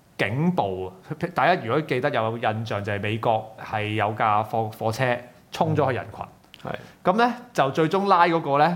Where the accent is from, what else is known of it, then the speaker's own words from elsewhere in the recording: Hong Kong; 令到無論我哋香港人點樣嘅訴求啊，對警暴幾咁厭惡啊